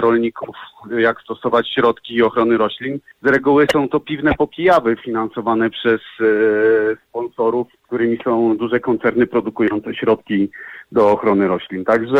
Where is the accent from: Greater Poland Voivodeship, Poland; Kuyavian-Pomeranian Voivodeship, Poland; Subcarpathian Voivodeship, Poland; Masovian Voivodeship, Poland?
Masovian Voivodeship, Poland; ja jestem pszczelarzem spod Warszawy.